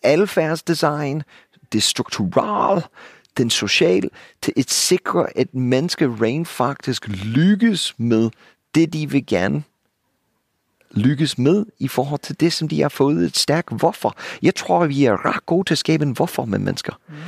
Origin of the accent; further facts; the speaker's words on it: United States; now in Denmark; for mig som amerikaner, jeg er boet i jeres kære land i halvdelen af mit liv nu, jeres tankstationer lignede ikke en amerikansk tankstation for 20 år siden.